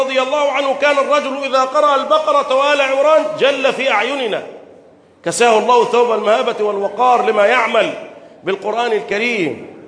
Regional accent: Egypt; بلدنا مصر

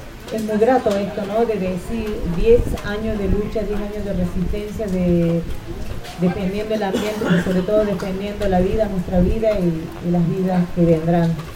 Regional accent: Córdoba, Argentina; Vengo de la provincia de Córdoba. Vivo en el barrio de Malinas, Argentina.

